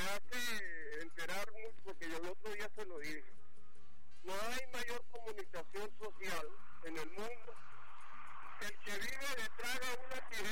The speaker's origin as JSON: {"language": "Spanish", "country": "Venezuela"}